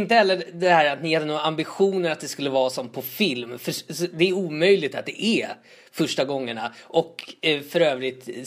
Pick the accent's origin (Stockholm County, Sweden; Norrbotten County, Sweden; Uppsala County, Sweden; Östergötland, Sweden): Stockholm County, Sweden; Tullinge; där jag växte upp i Tullinge